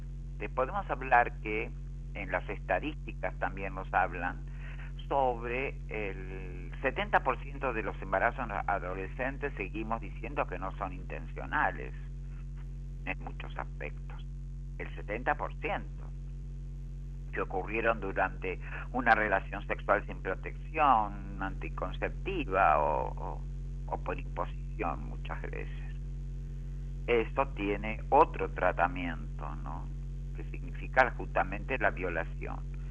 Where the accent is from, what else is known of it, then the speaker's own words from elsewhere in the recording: General San Martín, Buenos Aires Province, Argentina; soy del distrito de General San Martín, provincia de Buenos Aires, de Argentina